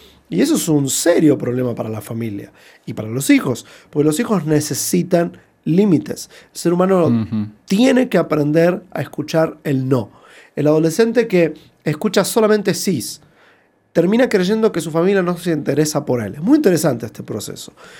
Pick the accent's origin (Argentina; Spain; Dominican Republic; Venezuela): Argentina; Buenos Aires; moved away as an adult; now in United States; yo tuve la oportunidad de trabajar con jóvenes en Argentina, mi país de origen, en Buenos Aires, por muchos años, y después cuando me mudé a los Estados Unidos, de trabajar en California